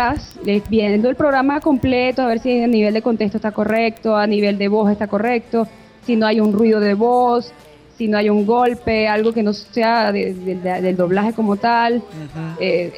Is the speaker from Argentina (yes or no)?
no; Venezuela; nosotros como venezolanos aquí en los estudios de doblaje